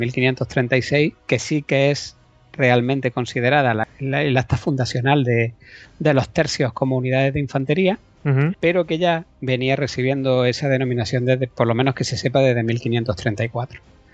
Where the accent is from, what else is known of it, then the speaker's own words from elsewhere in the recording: Málaga, Andalusia, Spain; yo, como soy malagueño